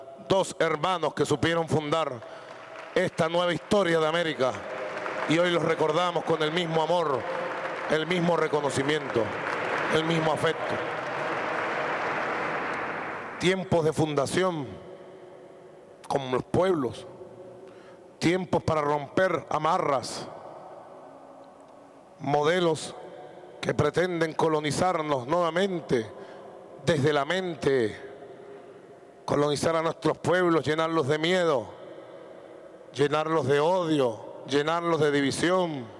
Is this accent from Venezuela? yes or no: yes; Venezuela; nosotros los revolucionarios venezolanos, los patriotas venezolanos